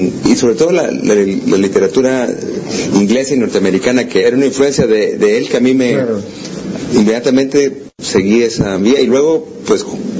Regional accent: Guatemala; Entonces yo no me considero un buen guatemalteco. Esa es la definición de buen guatemalteco, y bueno, soy pésimo guatemalteco.

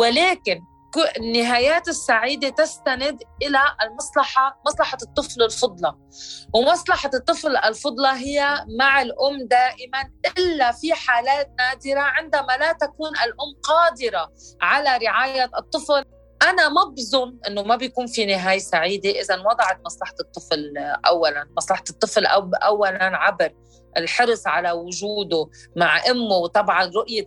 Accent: Lebanon; بس أنا مواطنة بهيدي الدولة، يعني أنا امرأة لبنانية مواطنة بقلب لبنان، ولكن القانون ينظر إلي كامرأة شيعية أو سنية أو مارونية.

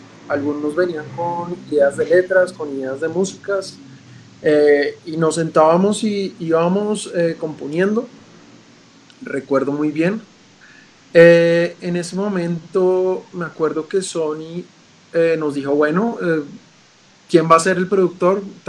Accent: Bogotá, Colombia; De Bogotá todos somos de Bogotá.

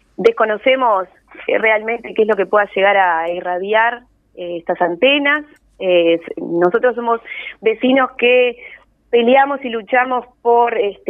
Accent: Montevideo, Uruguay; Yo soy montevideana. Viví toda mi vida en Barrio Sur, al lado de la Rambla. Vine a veranear toda mi vida en la Floresta gracias al esfuerzo de mis padres y mis abuelos.

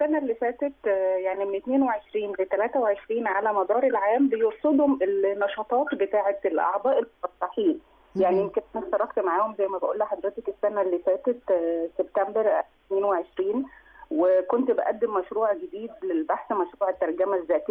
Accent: Egypt; وإزاي إحنا كمصريين بنقيم الأدب الأفريقي

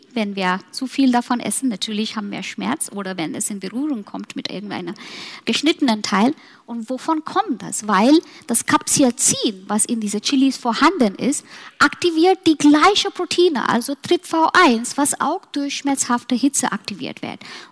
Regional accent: Mumbai, Maharashtra, India; nach meiner Heimat gehen, Mumbai

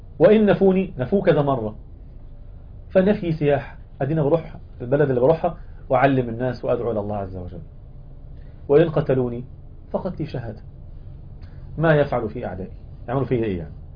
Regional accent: Egypt; احنا عندنا في مصر، مصر حد هنا مصري؟

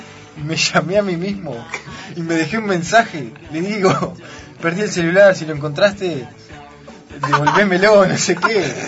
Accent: Paysandú, Uruguay; Estábamos en el interior, ¿no? Yo soy de Paysandú.

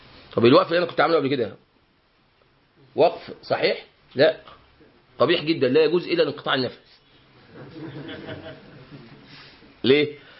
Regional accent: Egypt; ونحن كمصريين موالي لأهل اليمن.

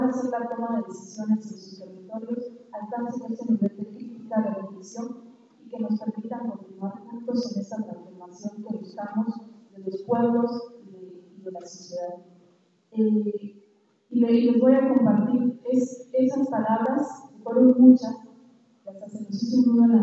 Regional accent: Oaxaca, Mexico; nosotros como oaxaqueños, como magisterio de la sesión 22

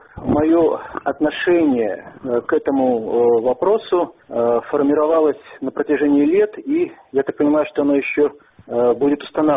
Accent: Minsk, Belarus; Я здесь родился, в Минске. Я по рождению я белорус. Естественно, то есть я получал воспитание в рамках русской культурной традиции

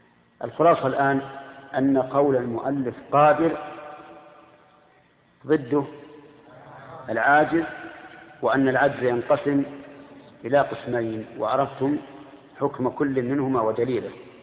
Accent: Al-Qassim, Saudi Arabia; خمس الصاع الحال عندنا في القصيم

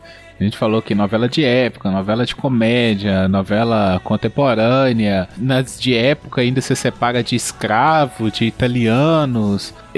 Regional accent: Governador Valadares, Minas Gerais, Brazil; Eu sou de Governador Valadares, e aqui é conhecido como a cidade que todo mundo vai para os Estados Unidos.

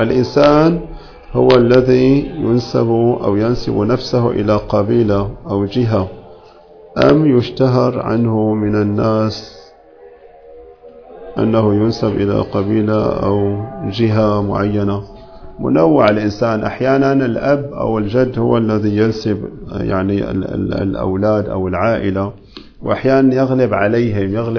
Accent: Syria; مو في كل البلاد، عندنا في سوريا ما غير موجود هذا

